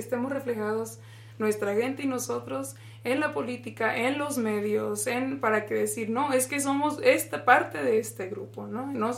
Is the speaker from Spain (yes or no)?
no; Mexico; now in United States; Yo a través de estar aquí en el sistema de educación en Estados Unidos, a pesar de que yo crecí en México